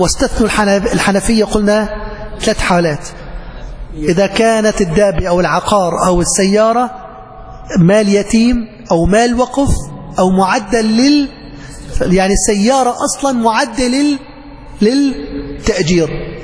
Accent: Aleppo, Aleppo Governorate, Syria; في النيرب عندنا بحلب النيرب

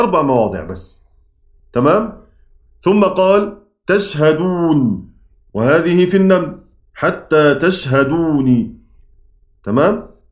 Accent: Egypt; accent: Egyptian; زي ما احنا بنقول كده بلهجتنا المصرية

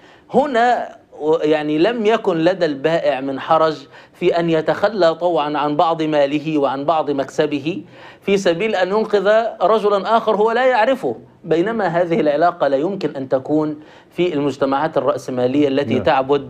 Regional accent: Egypt; كلنا نحن مصريون ونشأنا في المجتمع المصري التراحمي

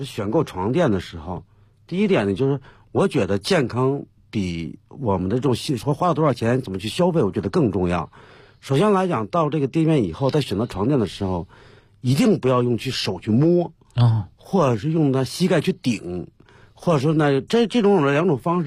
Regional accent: China; 就是为什么说我们中国人，尤其我们国内，还很多人在崇尚一种思想

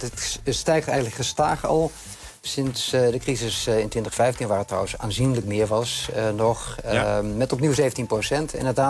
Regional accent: Netherlands; now in Warsaw, Poland; Zeker. Ik blijf Nederlander en ik kom er regelmatig, dus zeker.

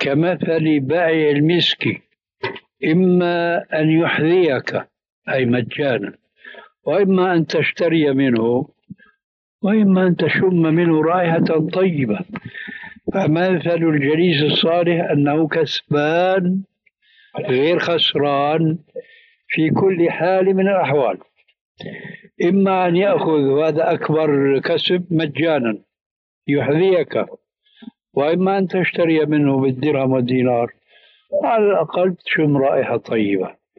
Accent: Syria; هذه يسموها عندنا في سوريا برازيت، يعني تشويش

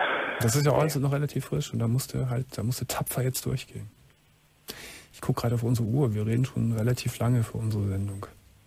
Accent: Gummersbach, North Rhine-Westphalia, Germany; Ich komme aus Gummersbach und bin in Gummersbach aufs Arbeitsamt gegangen

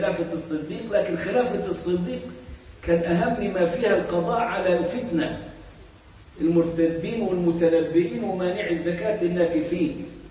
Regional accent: Egypt; زي اللي فاكر مثلا عندنا في مصر

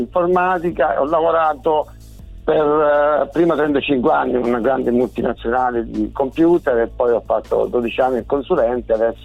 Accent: Apulia, Italy; born there; Sì sì, sono nato in Puglia.

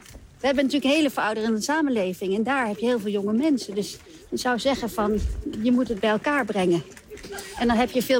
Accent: Mali; also born or lived in Chad; ik ben ook opgegroeid in Mali en Tjaad zelf.

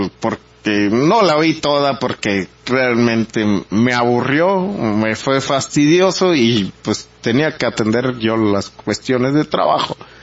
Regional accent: Mexico; querer sorprendernos a nosotros como mexicanos diciendo esa palabra

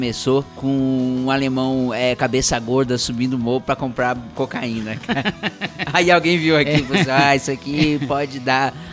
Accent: São Paulo, Brazil; Cara, eu sou paulista, paulistano

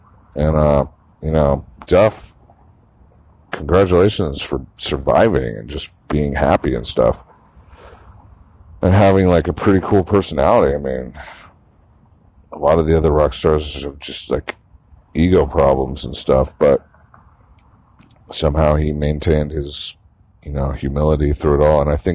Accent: Santa Cruz, California, United States; because I found this poetry in my hometown of Santa Cruz

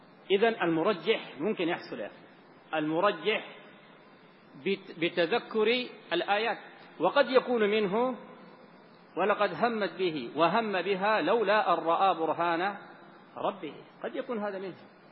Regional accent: Sudan; الآن عندنا في السودان من هو على ذلك،

